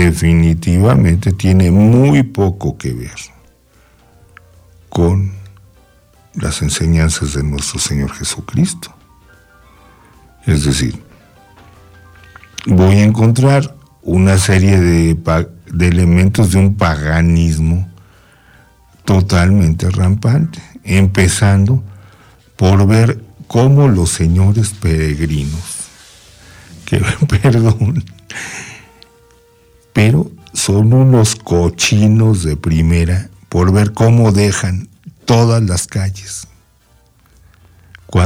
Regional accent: Mexico; fuera de México y de nuestro ámbito ideológico, ¿verdad?

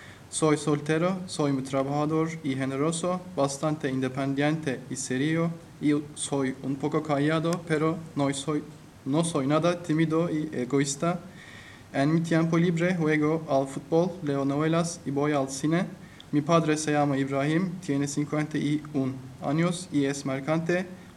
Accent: Turkey; first language Turkish; Spanish is a second language; Bursa, pero ahora vivo en Sarıyer, Estambul. Soy estudiante en la Universidad de Koç y estudio economía. Hablo turco porque es mi lengua materna. Hablo inglés muy bien y un poco de español y entiendo italiano regular, pero escribo mal.

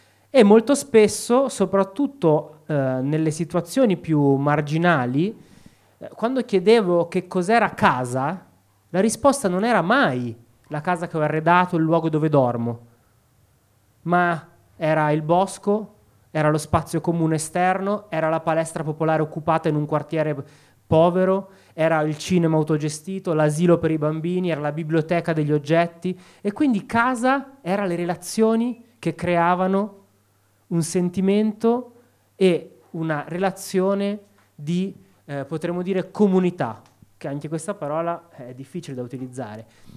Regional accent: Opera, Lombardy, Italy; io sono nato e cresciuto a Opera, un posto di merda, dove c'è soltanto il carcere, dove c'è piccola criminalità, disagio, e questa era Opera negli anni Ottanta

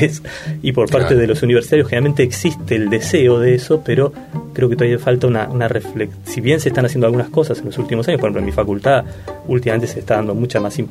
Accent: Argentina; si bien yo soy argentino, siento un gran afecto por el Uruguay, por los uruguayos

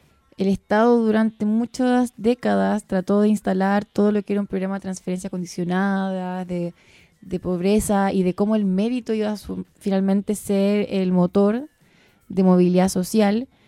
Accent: Chile; la impotencia que sentimos hoy día como chileno y chilena es no tener la posibilidad de ingerir

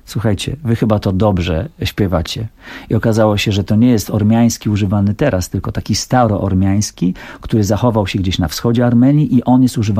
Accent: Białystok, Podlaskie Voivodeship, Poland; Wychowałem się w Białymstoku. I tam jest sporo osób z obrządku prawosławnego i te wschodnie zaśpiewy też są tam znane

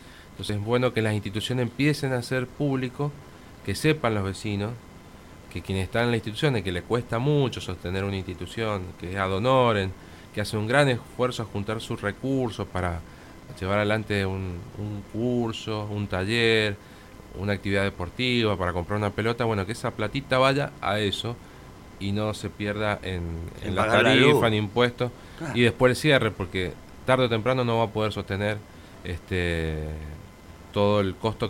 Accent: Guaymallén, Mendoza, Argentina; como en el caso nuestro que somos de Guaymallén.

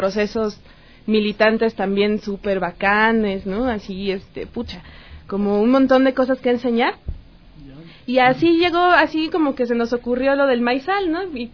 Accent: Mexico; somos originarios de distintos lados también, ¿no? Hay una chica ecuatoriana, pero también hay peruanos, yo que vengo de México.

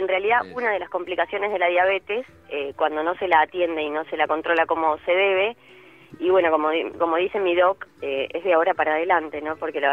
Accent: Carlos Tejedor, Buenos Aires Province, Argentina; yo estoy en el patio de casa, soy de Carlos Tejedor, el pueblo del Loco Gatti.

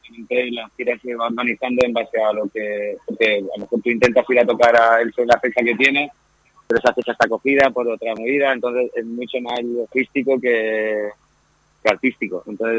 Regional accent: Matola, Valencian Community, Spain; Soy un chaval de Matola que nació entre Limoneros y Granados, con un algarrobo cerca

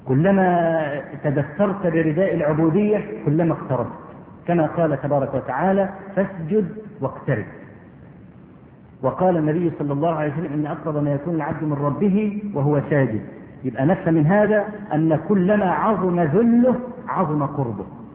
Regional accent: Egypt; وانا اذكر مرة في مسجد

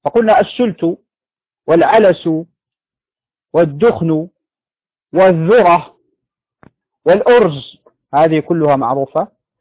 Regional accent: Morocco; يعني عندنا في المغرب هذا نوع من الشعير

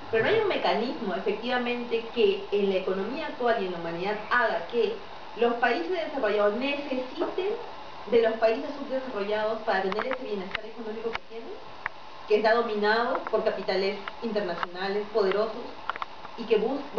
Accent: Peru; yo soy Latinoamérica, soy peruana, ¿no?

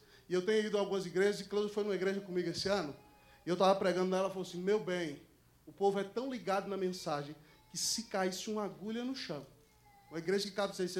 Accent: Brazil; Então, irmão, nós somos brasileiros.

